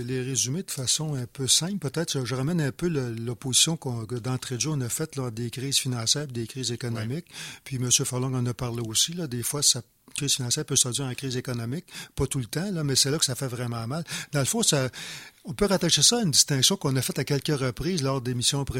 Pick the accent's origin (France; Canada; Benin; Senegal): Canada; Quebec; parce que je suis Québécois, c'est le gouvernement du Québec